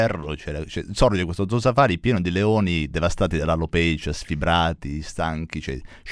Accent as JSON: {"language": "Italian", "region": "Apulia", "country": "Italy", "said": "perché io sono pugliese."}